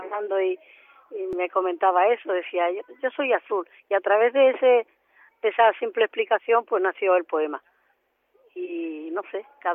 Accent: Sotiel, Andalusia, Spain; now in Seville, Spain; yo me he venido hoy a pasar el día a mi pueblo, a Sotiel, que vivo en Sevilla.

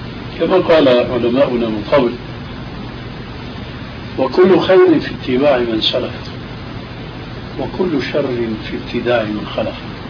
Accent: Syria; كما يقولون عندنا في سوريا يا أرض اشتدي ما حدا عليك يأدي

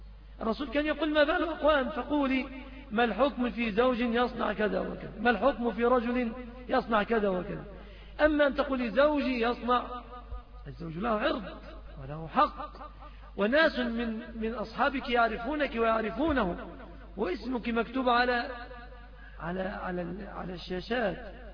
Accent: Egypt; في عندنا في بلادنا مصر حقيقة الأعراض منتهكة تماما

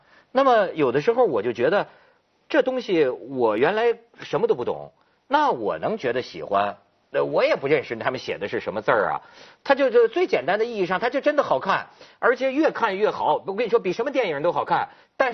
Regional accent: China; 就是咱们是中国人，咱们的祖宗几千年从甲骨文到金文

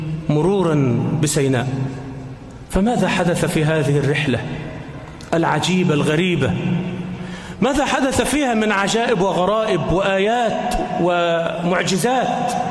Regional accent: Egypt; اللهم احفظ بلدنا مصر آمنة مطمئنة

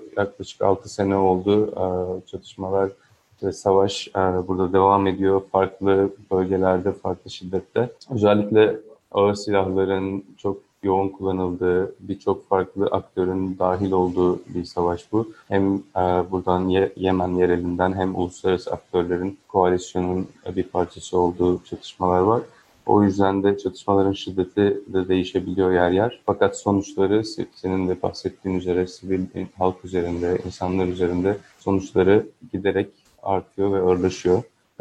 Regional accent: Izmir, İzmir, Turkey; Kendim de İzmirliyim. Yakından takip ediyorum durumu.

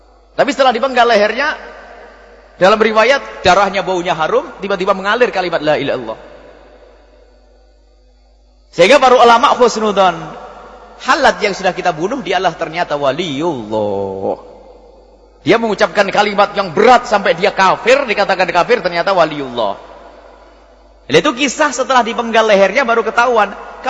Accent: East Java, Indonesia; Saya Jawa Timur.

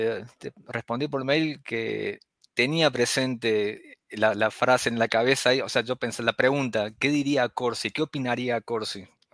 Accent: Córdoba, Argentina; Soy de Córdoba.

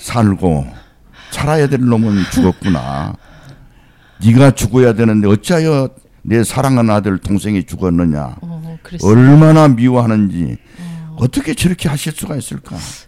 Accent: Hadong, South Gyeongsang, South Korea; born there; 저는 1942년 1월 9일 날 경상남도 악양군 하동군 악양면 배들이 지리산에서 태어나서

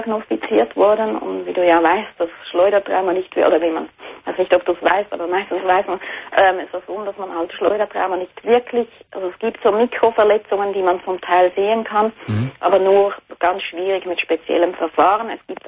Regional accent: Switzerland; ich komme auch aus der Schweiz.

